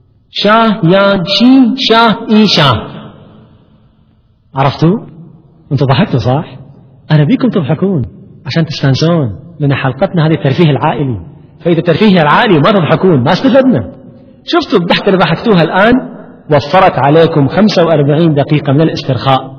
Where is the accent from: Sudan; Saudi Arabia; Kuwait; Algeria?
Kuwait; عندنا في الكويت ويتعامل دائما مع مدمنين مخدرات